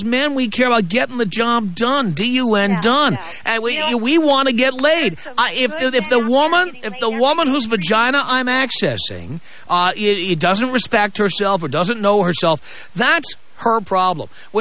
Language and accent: English; East Coast, United States; my mom is from Pennsylvania, and I grew up on the East Coast, and I've been to Harrisburg